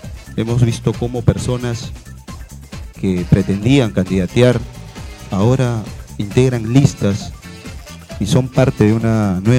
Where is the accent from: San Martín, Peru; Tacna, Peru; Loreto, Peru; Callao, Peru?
Callao, Peru; Ventanilla; soy de Ventanilla, tengo más de 35 años viviendo en el distrito, soy abogado de profesión, tengo mi familia, mi esposa, mis hijas que han nacido en el distrito.